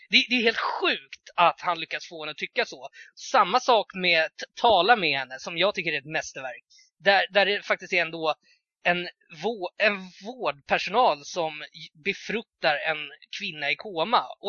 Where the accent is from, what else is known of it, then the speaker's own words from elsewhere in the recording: Tullinge, Stockholm County, Sweden; Jag är uppvuxen i Tullinge